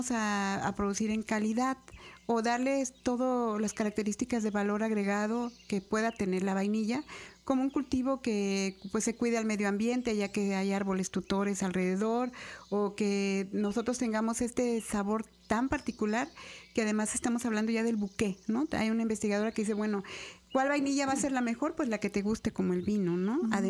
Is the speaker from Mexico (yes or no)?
yes; Mexico; Como investigadores mexicanos nos hace falta mucha investigación.